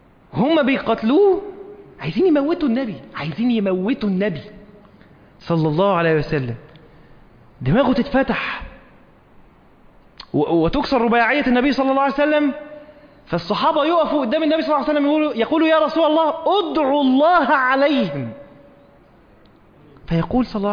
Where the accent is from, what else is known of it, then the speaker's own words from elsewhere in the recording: Egypt; لان احنا عندنا في مصر في طرق كتير ما فيهاش عمدان نور